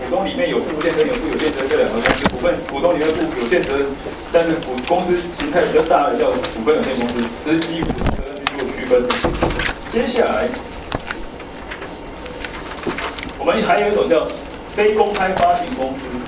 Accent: Taiwan; 我们台湾人想要这样做

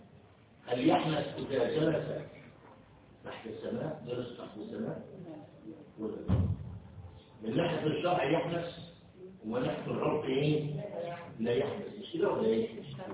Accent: Egypt; في عهدنا وفي عصرنا وخاصة احنا مصريين صارت اللغة نفسها منسية

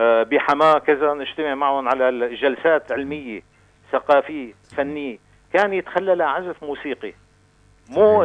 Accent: Latakia, Latakia Governorate, Syria; من اللاذقية،

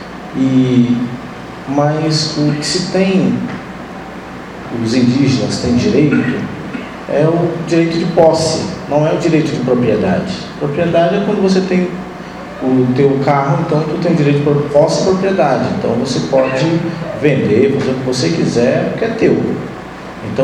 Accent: Roraima, Brazil; eu sou de Roraima, como o Célio já falou, lá da reserva Raposa Serra do Sol, parte do meu povo mora lá, nós somos mais ou menos 13 mil indígenas

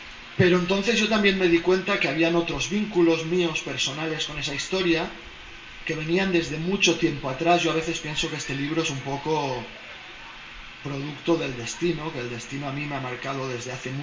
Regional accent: Barcelona, Catalonia, Spain; nos pregunta en catalán si somos de Barcelona, le decimos que sí

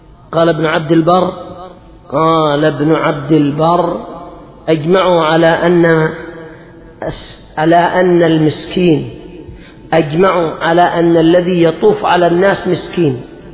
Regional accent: Yemen; هذا الحاصل عندنا في اليمن

